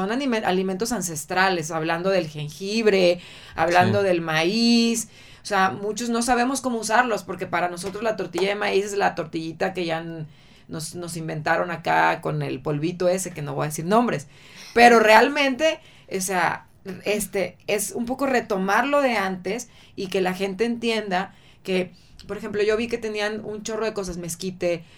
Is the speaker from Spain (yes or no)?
no; Mexico; Nosotros como mexicanos tenemos un país súper rico en este sentido